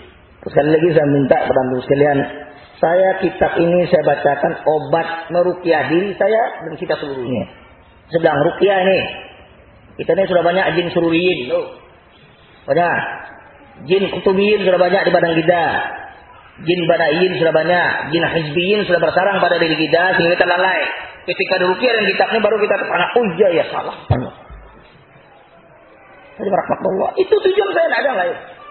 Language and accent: Indonesian; West Sumatra, Indonesia; Ada pepatah orang saya, orang Minang.